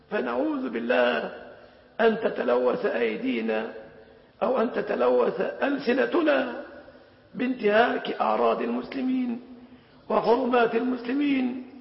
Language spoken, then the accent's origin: Arabic; Egypt; لقد كنا في بلادنا مصر زمنا